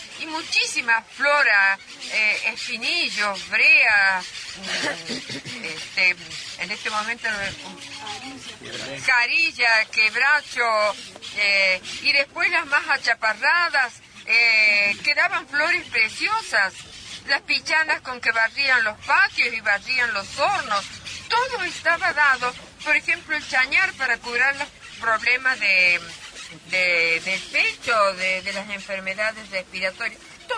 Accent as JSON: {"language": "Spanish", "town": "Tilquicho", "region": "San Luis", "country": "Argentina", "tie": "born or raised there", "said": "Cuando llegó el ferrocarril, ahí nací yo en Tilquicho, en ese valle. La calle me separaba del tren."}